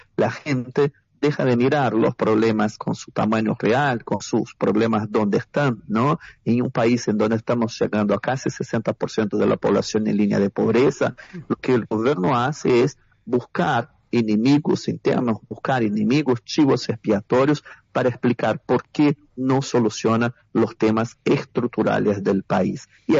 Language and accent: Spanish; Brazil; Nosotros como comunidad brasileña, de hecho, somos una de las más afectadas por el tema de la educación